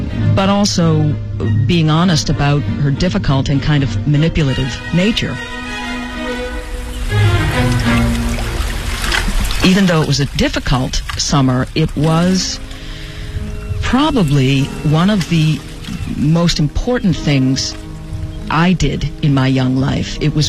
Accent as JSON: {"language": "English", "town": "Boston", "region": "Massachusetts", "country": "United States", "tie": "born or raised there", "said": "I grew up in Boston, and so it wasn't too far, and it was a nice place to be in summer."}